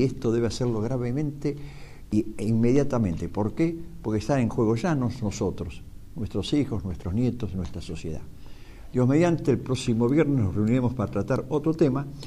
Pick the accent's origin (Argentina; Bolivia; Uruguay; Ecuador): Argentina; un deber que tenemos como argentinos y como cristianos católicos.